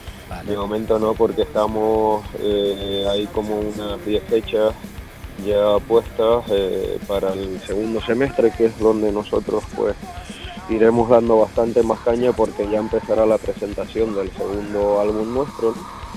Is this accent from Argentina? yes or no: no; Canary Islands, Spain; La verdad es que la gente ya nos conoce como los canarios.